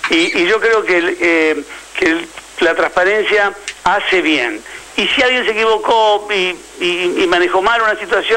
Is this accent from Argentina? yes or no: yes; Argentina; Yo soy argentino, quiero que a la Argentina, sí, le vaya bien.